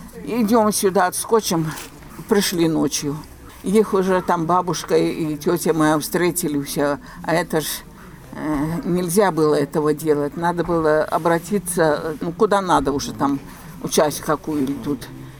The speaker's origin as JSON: {"language": "Russian", "country": "Belarus", "said": "Я же белоруска, ну я вот, я, как я разговариваю? Я не по-русски, не по-белорусски так."}